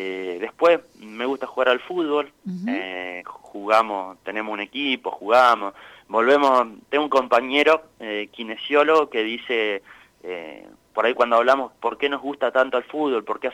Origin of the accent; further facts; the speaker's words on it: Miguel Cané, La Pampa, Argentina; also born or lived in General Pico; Yo nací, soy de Miguel Cané, nací en realidad nací en el hospital de General Pico, pero es una cuestión, digamos, coyuntural